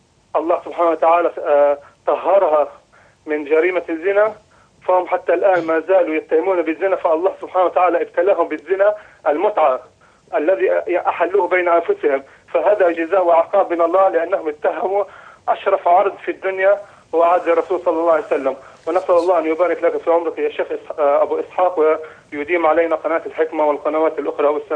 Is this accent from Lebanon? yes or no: yes; Lebanon; now in France; انا عم بحكيك من فرنسا. انا فلسطيني الاصل